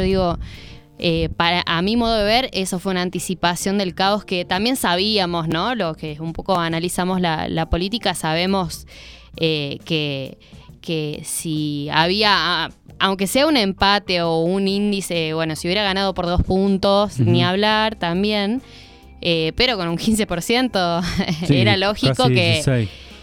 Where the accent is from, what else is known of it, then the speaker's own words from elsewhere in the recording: Argentina; de lo que nos toca como argentinos y argentinas